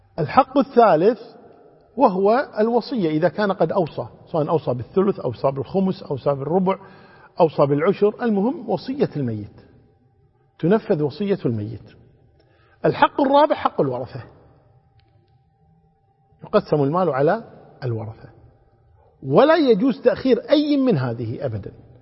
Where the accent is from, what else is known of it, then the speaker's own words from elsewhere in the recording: Kuwait; كما عندنا في الكويت لله الحمد والمنة